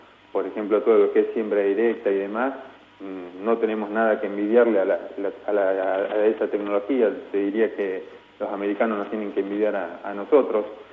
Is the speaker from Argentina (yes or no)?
yes; Argentina; prácticamente a nosotros mismos como argentinos no nos cuesta porque estamos a mismo precio